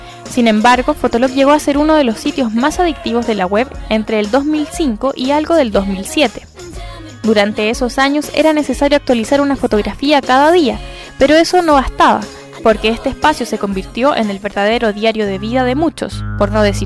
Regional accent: Chile; como los chilenos no nos quedamos atrás, nuestro país se posicionó como la segunda mayoría mundial

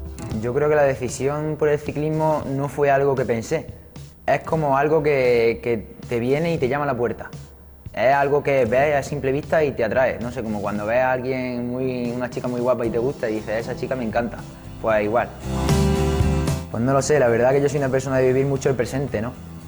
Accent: La Rambla, Andalusia, Spain; de aquí de la Rambla, de mi pueblo

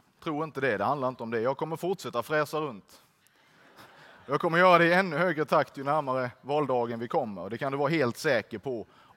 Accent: Blekinge, Sweden; Ska jag på ett medlemsmöte hemma i Blekinge.

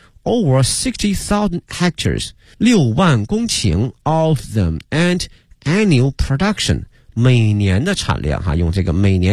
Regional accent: China; 那么看一看我们中国人呢一般喜欢生着吃哈

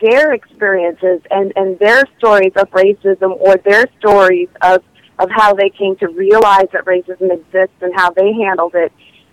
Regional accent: Prince Edward Island, Canada; And my father was American. But I was born and raised in Prince Edward Island, although I have the opportunity to travel back and forth between the two countries often.

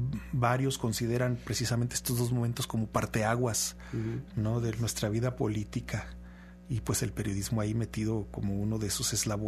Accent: Aguascalientes, Mexico; De donde vengo yo, el estado de Aguascalientes

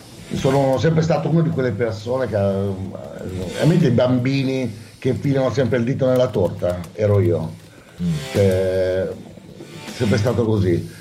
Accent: Milan, Lombardy, Italy; born there; Nato a Milano e... genitori molto impegnati nel sociale da sempre.

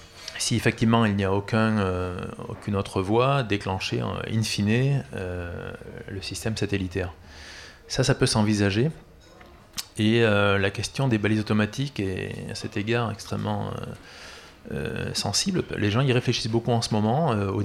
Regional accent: Toulouse, Occitanie, France; moi je suis toulousain

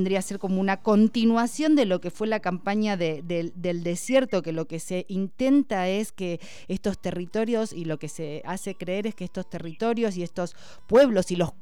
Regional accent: Rosario, Santa Fe, Argentina; Porque soy rosarina, soy mal. Rosarina, la conozco.

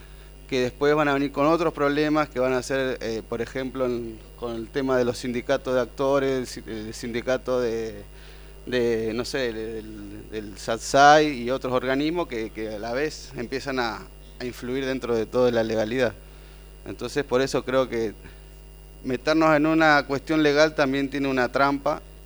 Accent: La Rastrojera, Misiones, Argentina; Bueno, yo soy de Misiones, de La Rastrojera

